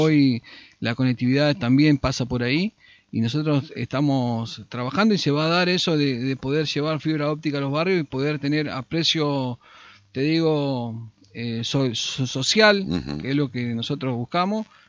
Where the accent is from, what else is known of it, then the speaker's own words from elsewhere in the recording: Concordia, Entre Ríos, Argentina; te preguntan de dónde sos, sin presentarte, te dicen de Concordia, de Concordia.